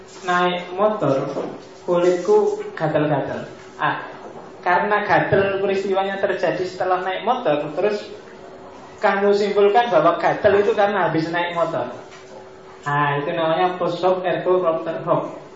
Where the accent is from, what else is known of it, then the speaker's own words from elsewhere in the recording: Mojokerto, East Java, Indonesia; Di tempat saya aslinya Mojokerto, zaman saya kecil itu orang sakit apapun datangnya ke mantri.